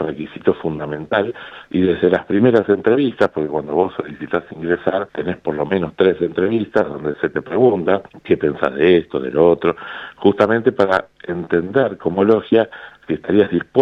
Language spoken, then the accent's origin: Spanish; Argentina; nosotros decimos que como argentinos somos campeones mundiales en dividirnos por dos